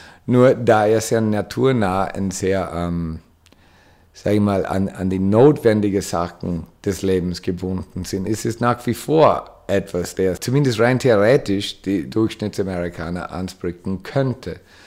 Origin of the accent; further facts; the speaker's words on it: United States; German is a second language; Als Amerikaner sehe ich das anders.